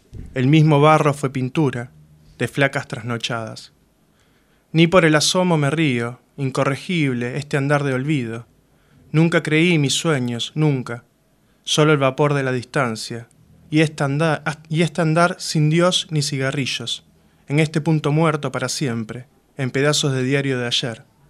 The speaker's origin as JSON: {"language": "Spanish", "town": "San Justo", "region": "Buenos Aires Province", "country": "Argentina", "lives_now": "La Plata, Argentina", "said": "Yo soy de San Justo y bueno, y me vine para acá, para La Plata."}